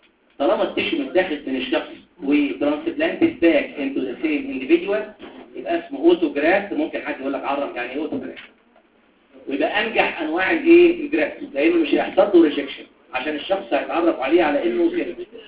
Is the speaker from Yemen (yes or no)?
no; Upper Egypt, Egypt; انا صعيدي على فكره عشان كده بقولها بقلبي